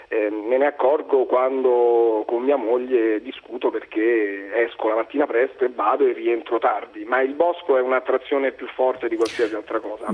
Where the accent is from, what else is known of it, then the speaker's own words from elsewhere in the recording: Vallinfreda, Lazio, Italy; una sera nel bar del mio paese che si chiama Alambrea in dialetto Vallinfreda chiacchieravamo